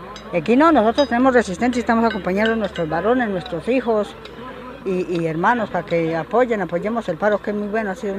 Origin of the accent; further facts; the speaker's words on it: Huila, Colombia; vengo del Guardo Rumillaco, del sur del departamento del Huila.